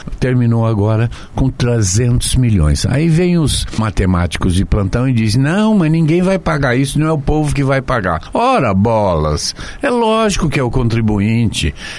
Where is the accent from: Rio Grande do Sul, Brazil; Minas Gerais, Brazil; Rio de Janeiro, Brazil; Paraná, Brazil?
Paraná, Brazil; Foz do Iguaçu; eu sou de Foz do Iguaçu.